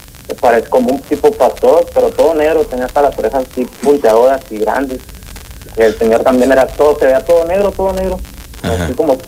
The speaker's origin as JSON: {"language": "Spanish", "town": "San Miguel de Allende", "region": "Guanajuato", "country": "Mexico", "lives_now": "Dallas, United States", "said": "yo soy de San Miguel de Allende, pero estoy un tiempo acá en Dallas"}